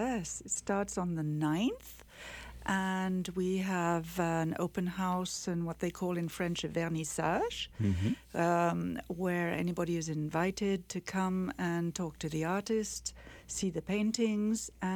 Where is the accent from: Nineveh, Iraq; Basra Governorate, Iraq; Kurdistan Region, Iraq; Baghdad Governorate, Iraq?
Basra Governorate, Iraq; Basra; also born or lived in Qatar / London, United Kingdom; Well, my father was French and my mother was English. I was born in the Middle East, in Qatar, a long, long time ago. And we moved afterwards to Iraq, Basra. And in 1959, all the Europeans were asked to leave Iraq